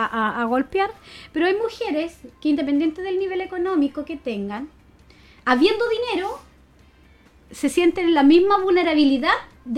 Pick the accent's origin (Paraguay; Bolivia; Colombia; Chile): Chile; Entonces, oye, nosotros somos chilenos, po. O sea, tenemos una cultura.